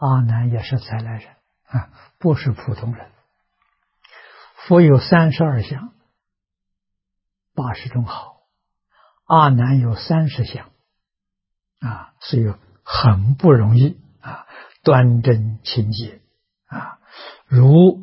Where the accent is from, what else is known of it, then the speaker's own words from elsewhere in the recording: China; 释迦牟尼佛灭度的时候，我们中国人讲虚岁80岁啊